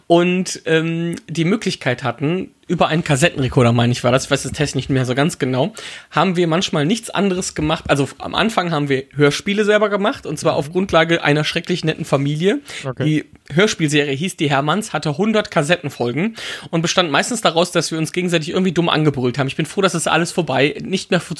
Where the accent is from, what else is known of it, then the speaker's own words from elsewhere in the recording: Wipperfürth, North Rhine-Westphalia, Germany; für meine Heimatstadt Wipperfürth, wo ich herkomme ursprünglich